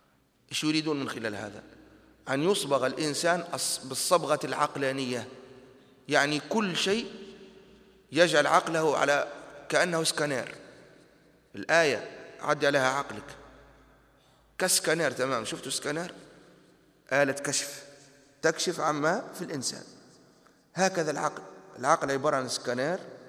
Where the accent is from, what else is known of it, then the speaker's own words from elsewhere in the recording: Tunisia; في برامج التعليم عندنا في تونس كانت المادة التي ندرسها هي مادة التربية